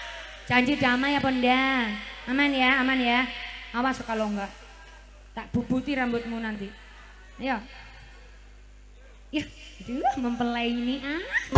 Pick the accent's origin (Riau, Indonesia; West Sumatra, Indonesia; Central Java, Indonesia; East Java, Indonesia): East Java, Indonesia; Meskipun saya dari Jawa Timur, tapi saya kepingin bisa bawain lagu tarling ya.